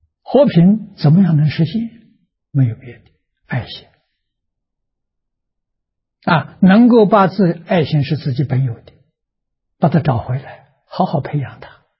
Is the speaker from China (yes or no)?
yes; Tangchi, Anhui, China; 在我的家乡安徽省庐江县汤池小镇，我在做实验